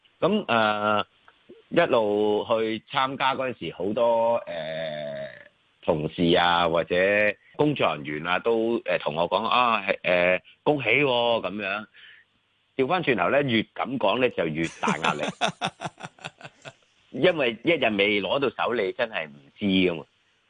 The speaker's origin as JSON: {"language": "Cantonese", "country": "China", "said": "我哋中国人传统就系百行孝为先"}